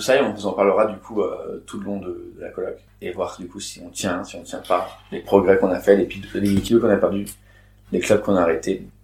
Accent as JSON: {"language": "French", "country": "France", "said": "Je suis un bon français"}